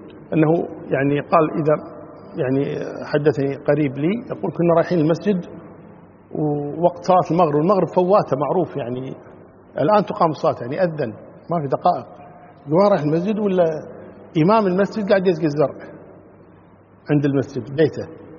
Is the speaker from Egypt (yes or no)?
no; Kuwait; حنا عندنا في الكويت هنا يعني شغلة زينة شينة